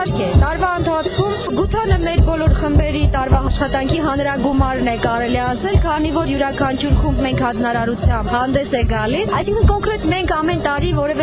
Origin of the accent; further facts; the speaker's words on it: Nagorno-Karabakh, Azerbaijan; Արցախն իմ տունն է, ես արցախցի եմ, ես հայ եմ, իմ հայրենիքը Երևանը չէ, իմ հայրենիքը Ստեփանակերտը չէ, իմ հայրենիքը համայն հայոց աշխարհն է։